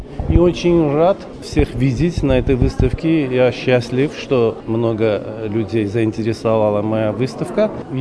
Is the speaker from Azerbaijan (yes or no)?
yes; Karabakh, Azerbaijan; привести в Карабах, на мою родину, потому что я тоже из Карабаха